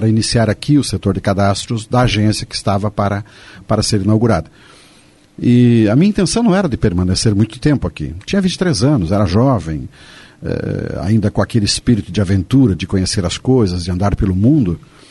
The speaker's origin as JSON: {"language": "Portuguese", "region": "Rio Grande do Sul", "country": "Brazil", "tie": "born or raised there", "moved": "as an adult", "lives_now": "Foz do Iguaçu, Brazil", "said": "Mas na verdade eu não me criei em Erval Seco. Eu vivi 21 anos no Rio Grande do Sul. E nesses 21 anos eu morei em 21 cidades. Então deu uma média de um ano por cidade, né? Mas estou em Foz do Iguaçu há 33 anos."}